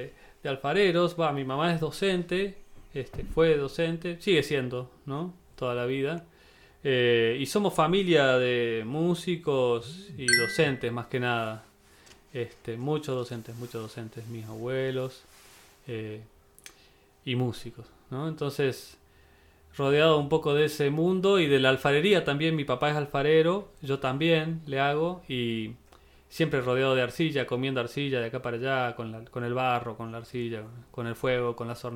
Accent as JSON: {"language": "Spanish", "town": "Cerro de Oro", "region": "Córdoba", "country": "Argentina", "tie": "born or raised there", "also_born_or_lived": "Villa Dolores", "said": "Yo nací en Villa Dolores, en el 91, pero me crié en Cerro de Oro, ¿no? Ajá. antes que hubiera asfalto, antes que había luz."}